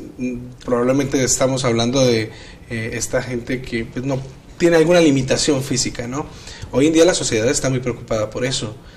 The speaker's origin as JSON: {"language": "Spanish", "country": "Colombia", "lives_now": "Mexico", "said": "soy colombiano y trabajo aquí como docente en la Universidad de Montemorelos."}